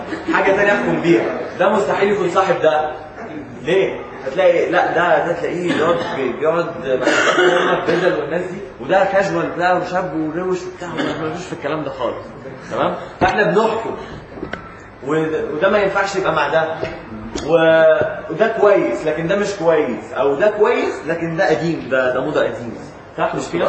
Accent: Egypt; وده الاختلاف الاساسي بيننا كمصريين وبين اي دولة او شعب تاني في التفكير

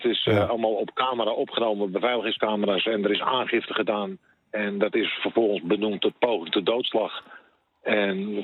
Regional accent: Amsterdam, North Holland, Netherlands; Ik merk ook, ik kom uit Amsterdam, ik heb een vrij grote mond, hè, van nature al.

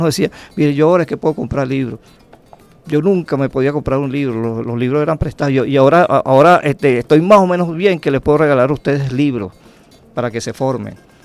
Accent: Venezuela; lo que nos hacen ser como somos, venezolanos, echa para adelante

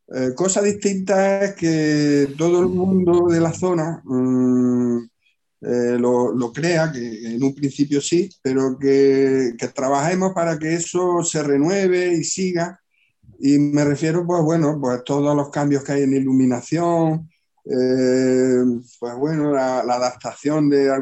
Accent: Villanueva de Córdoba, Andalusia, Spain; Y mi pueblo es Villanueva de Córdoba, se llama así, Villanueva de Córdoba.

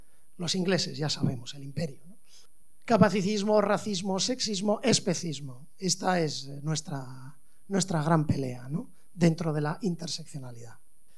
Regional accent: Basque Country, Spain; porque soy de Euskal Herria

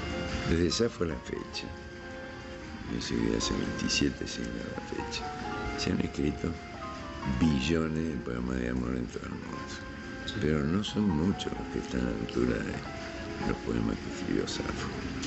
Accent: Argentina; born there; Yo pertenezco a una familia ucraniana, yo soy el único argentino. Y mi hermano mayor, ya ellos se emigraron a la Argentina, donde yo nací.

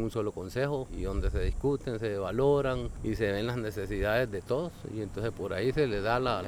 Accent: Puerto Níspero, Puntarenas, Costa Rica; vengo de Puerto Níspero, represento a la Asociación de Pescadores de Puerto Níspero, soy el presidente.

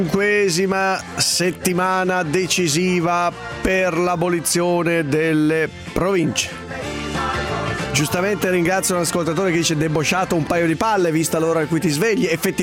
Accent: Piateda, Lombardy, Italy; Ho passato l'infanzia a Piateda.

